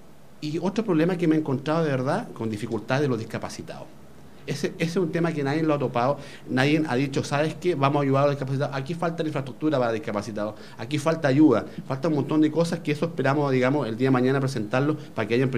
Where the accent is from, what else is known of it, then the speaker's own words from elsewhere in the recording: Puente Alto, Santiago Metropolitan Region, Chile; yo, en realidad, soy nacido y criado en Puente Alto. Vivo en Tocornagré como pasado Salvador Allende. Me eduqué, la enseñanza básica en la Escuela Maipo. Y después, enseñanza media, me estudié la consolidada. Así que soy puentealtino